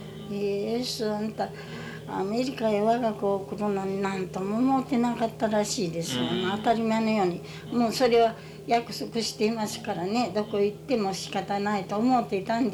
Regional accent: Okayama, Japan; 私ども、私は岡山市ですよ。

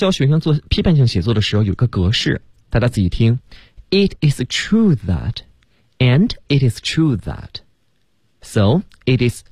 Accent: Beijing, China; 对，我们北京话就落听儿

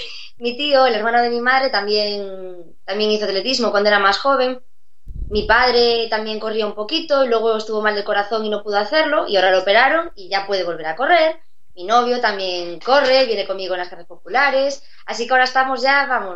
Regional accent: Santiago de Compostela, Galicia, Spain; es otra de las ciudades grandes de Galicia, yo soy de Santiago.

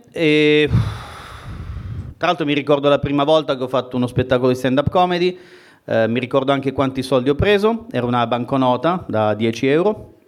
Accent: Calabria, Italy; anche se dal mio accento non si direbbe, sono calabrese.

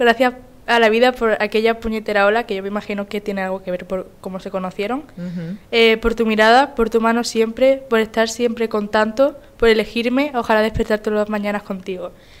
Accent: Málaga, Andalusia, Spain; Contexto extra, yo soy de Málaga, entonces a mí me hace mucha ilusión.

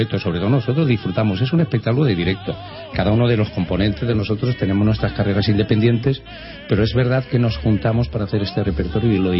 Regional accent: Valencian Community, Spain; tanto Néstor Martorell como yo somos valencianos

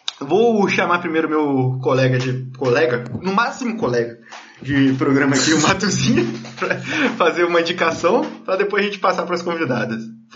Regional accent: Vassouras, Rio de Janeiro, Brazil; porque quando era menor, no interior, eu sou de Vassouras

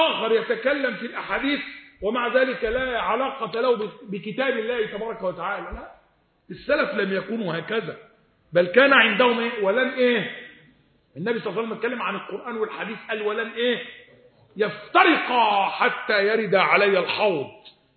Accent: Egypt; الإمام الليث ابن سعد اللي هو عندنا في مصر،

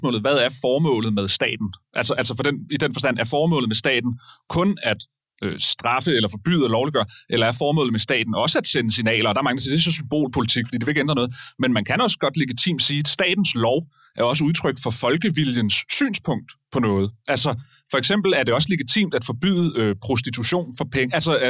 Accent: Hillerød, Capital Region of Denmark, Denmark; da jeg voksede op i Hillerød

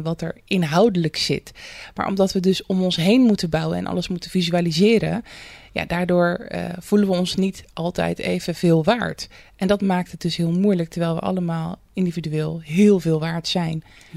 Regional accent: Rotterdam, South Holland, Netherlands; Toen ben ik in Rotterdam West opgegroeid. Nou, dat is best wel een buurt waar je ook niet heel snel de ladder pakt. Maar goed, je had daar wel heel veel culturen.

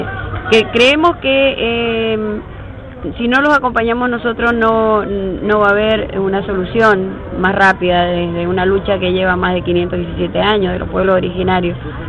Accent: Mendoza, Argentina; en Mendoza hace el mismo frío, estamos ahí al pie de la cordillera, así es que no nos asusta el clima

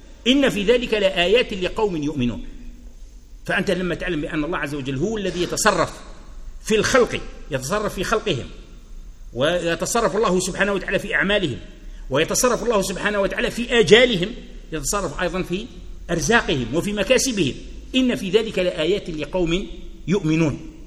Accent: Algeria; يقول أنه كان مرة هنا عندنا في الجزائر هكذا

